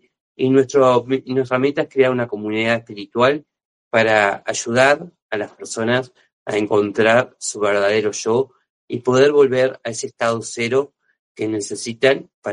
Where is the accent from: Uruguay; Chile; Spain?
Uruguay; soy de aquí de Uruguay